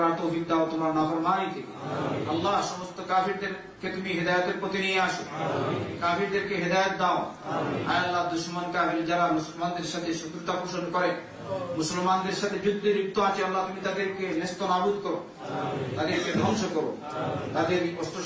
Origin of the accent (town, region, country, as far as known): Bangladesh